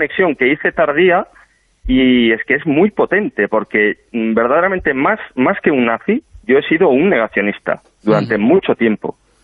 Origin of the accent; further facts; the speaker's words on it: Galicia, Spain; yo, como sabéis, soy gallego y en Galicia la verdad es que no se caracteriza por una gran cantidad de estos grupos en las calles